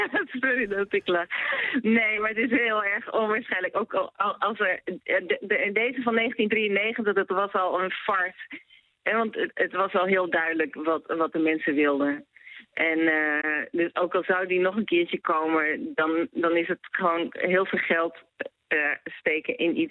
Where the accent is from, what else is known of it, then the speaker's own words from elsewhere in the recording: Netherlands; now in Brazil; Nee, wat ik merk, ik ben zelf geen Braziliaan, ik ben Nederlander.